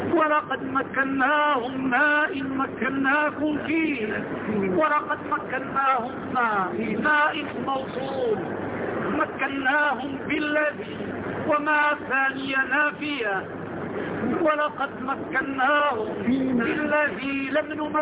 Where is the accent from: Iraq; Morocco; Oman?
Morocco; وهذه القصور عندنا في المغرب، ودخلتها ونزلت فيها وأقمت فيها الأسابيع